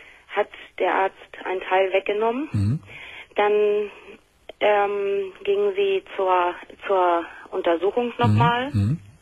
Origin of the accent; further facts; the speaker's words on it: Hamburg, Germany; Nee, eigentlich nicht, weil wir kommen alle aus Hamburg.